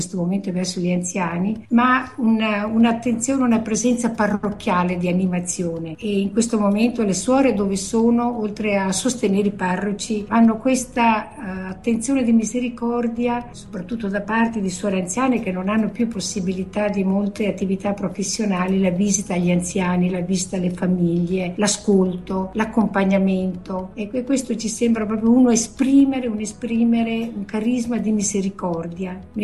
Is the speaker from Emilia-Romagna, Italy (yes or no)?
no; San Giorgio in Bosco, Veneto, Italy; born there; Sono nata a San Giorgio in Bosco, ma molto presto trasferita a Tavo.